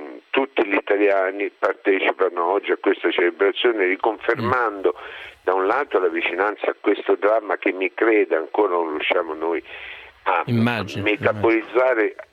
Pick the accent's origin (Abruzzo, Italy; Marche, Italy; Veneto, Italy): Abruzzo, Italy; L'Aquila; prima ancora come aquilano, io sono convinto che ce la possiamo ancora fare